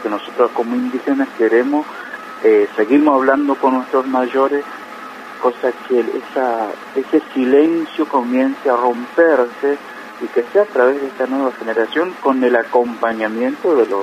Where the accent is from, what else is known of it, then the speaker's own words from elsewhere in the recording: Colonia Chaco, Chaco, Argentina; yo que nací, me crié en Colonia Chaco